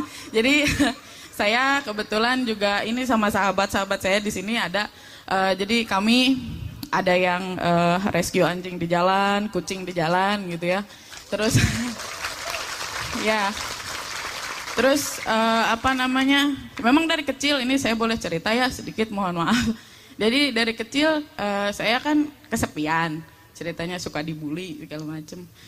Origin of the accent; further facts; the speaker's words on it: Bekasi, West Java, Indonesia; saya dari Bekasi.